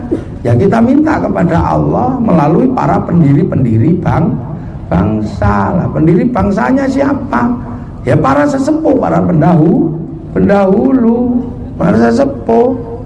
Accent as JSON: {"language": "Indonesian", "region": "Java", "country": "Indonesia", "said": "Orang Jawa kita ini, orang Jawa itu dengan orang tuanya kan paling perhatian"}